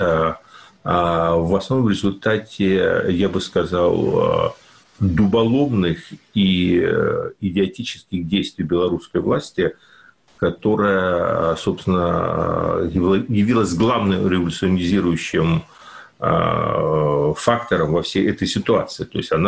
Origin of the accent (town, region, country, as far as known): Ukraine; born or raised there